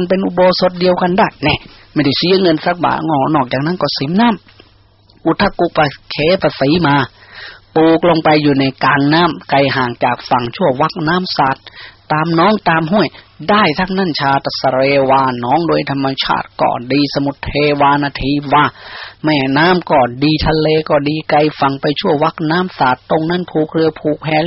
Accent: Isan, Thailand; born there; พวกเราชาตินี้ได้มาเกิดในภาคอีสานที่มันอดอยากขาดแคลน

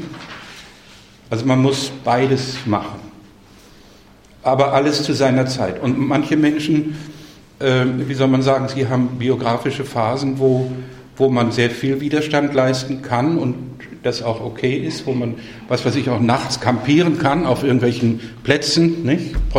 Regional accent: Carinthia, Austria; Vor allem in Kärnten, wo ich herkomme, nicht?

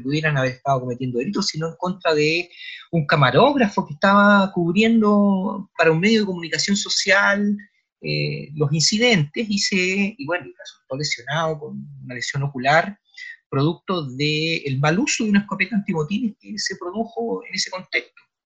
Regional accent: Chile; dentro de la semidemocracia que vivimos como chilenos

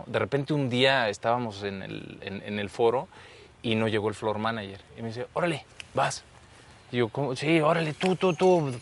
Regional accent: Querétaro, Mexico; also born or lived in Celaya, Mexico; Entonces crecí en Querétaro, entre Querétaro y Celaya, Guanajuato.

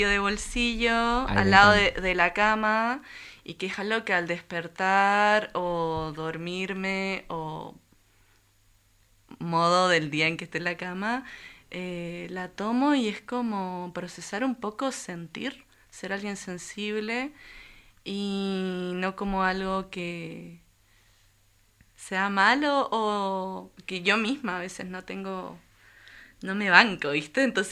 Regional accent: Santiago, Santiago Metropolitan Region, Chile; born there; moved away; yo nací en Santiago de Chile, uh-huh. Y hace unos años, 6 años que ya estoy acá

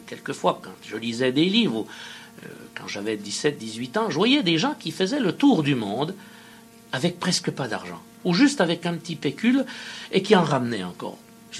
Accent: France; j'ai dit, écoutez, on est français, tout ça.

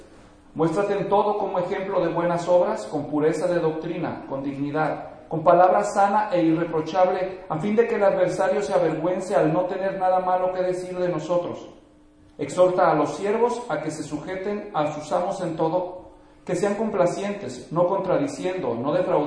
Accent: Mexico; El pastor Enrique es colombiano y yo soy mexicano, así que si de vez en cuando usamos expresiones regionales, pues a eso se debe

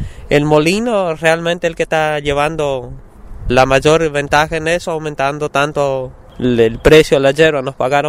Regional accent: San Antonio, Misiones, Argentina; soy de San Antonio, Misiones.

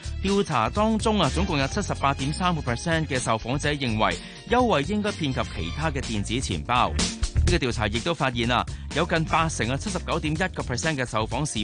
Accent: Hong Kong; 我哋香港人

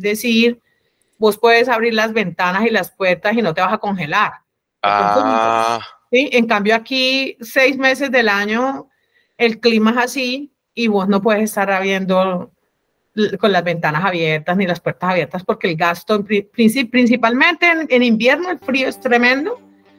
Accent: Cali, Valle del Cauca, Colombia; Bueno, lo que pasa es que yo soy caleña, ¿no?

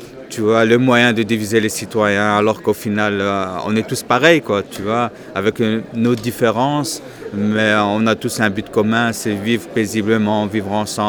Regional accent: Belgium; Je suis musulman. Je suis né en Belgique. Je suis belge. Je suis d'origine marocaine

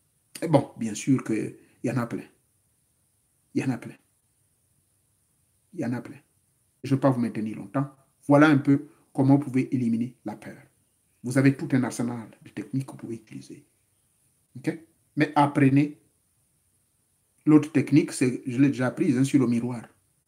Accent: Gabon; moved away; Moi, chez moi, au Gabon, j'avais un sac, mais je chargeais ça avec le gravier et le sable.

